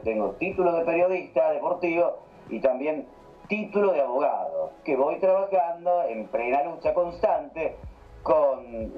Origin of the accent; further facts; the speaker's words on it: Pergamino, Buenos Aires Province, Argentina; born there; nacido en Pergamino, provincia de Buenos Aires, República Argentina. En el año 1980